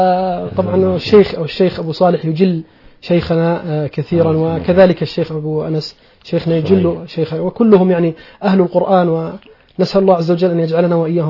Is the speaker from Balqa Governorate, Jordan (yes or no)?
yes; Mahis, Balqa Governorate, Jordan; بعد أن رحلت من منطقة من عمان ذهبت إلى بلدتي الأصلية وهي بلدة ماحص،